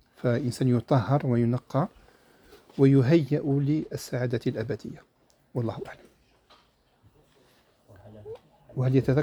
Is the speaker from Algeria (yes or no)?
yes; Algeria; كما احنا نقوله عندنا في الجزائر يتكبد